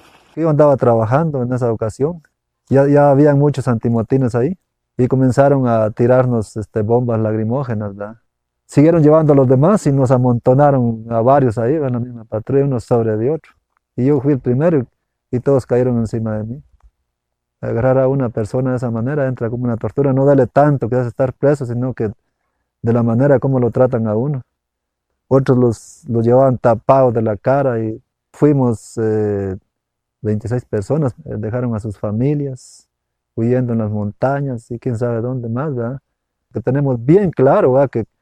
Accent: Mataquescuintla, Jalapa, Guatemala; Soy de San Miguel, Mataquespinto, departamento de Jalapa.

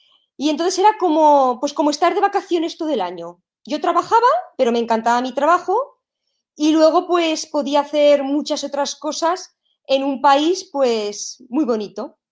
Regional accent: Spain; moved away as an adult; fue la primera vez que salí de España para ir a trabajar en el extranjero

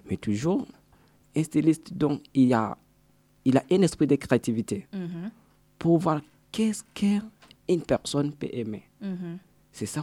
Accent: Burundi; born there; lorsque je suis retrouvé chez moi, dans mon pays natal

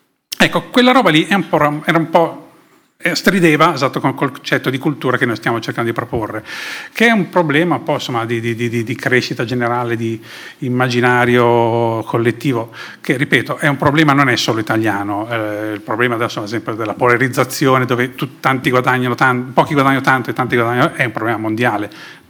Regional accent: Sanremo, Liguria, Italy; born there; Io sono nato a Sanremo

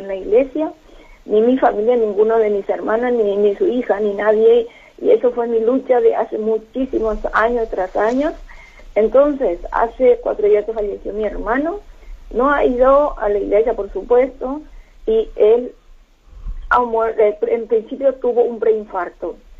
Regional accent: Madrid, Community of Madrid, Spain; now in Cusco, Peru; Soy servidora de dos parroquias, de la iglesia San Fernando, aquí en Cusco, yo soy de Madrid, y también soy servidora de la iglesia de Lavapiés.

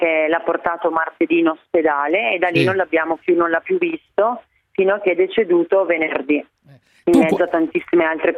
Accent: Bergamo, Lombardy, Italy; io da bergamasca in questi giorni sto vivendo una tragedia

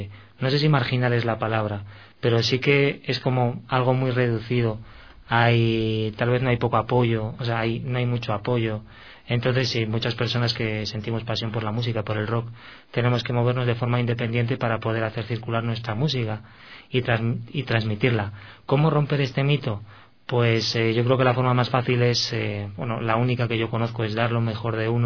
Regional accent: Spain; now in Ecuador; Se puede notar por mi acento, sí.

